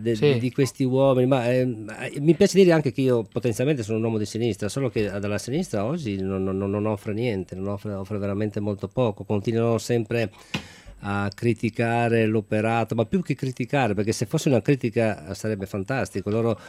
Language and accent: Italian; Padua, Veneto, Italy; born there; Ah, io anche sono nato a Padova.